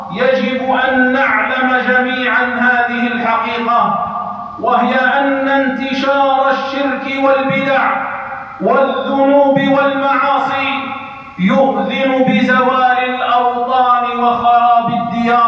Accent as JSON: {"language": "Arabic", "country": "Algeria", "said": "فهي بلادنا الجزائر ولله الحمد والمنة تعيش في أمن واستقرار"}